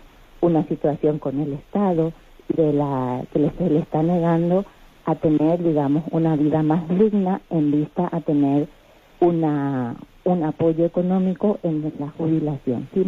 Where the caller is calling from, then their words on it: Madrid, Community of Madrid, Spain; aquí de Madrid.